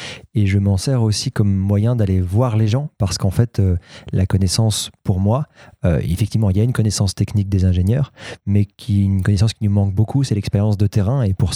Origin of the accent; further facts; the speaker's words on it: Paris, Île-de-France, France; il n'y a aucun lien entre moi et le Calvados, voilà, je suis parisien